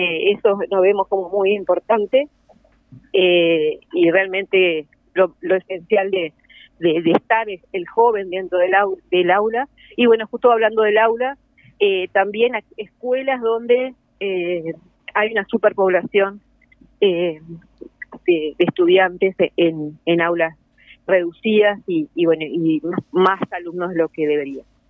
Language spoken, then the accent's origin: Spanish; Paysandú, Uruguay; En este momento estoy volviendo a Paysandú, que yo soy de Paysandú.